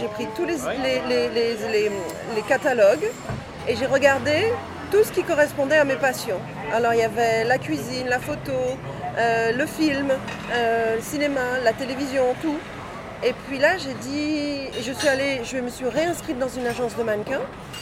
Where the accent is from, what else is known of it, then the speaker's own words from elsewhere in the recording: Guadeloupe, France; Parce que je suis de la Guadeloupe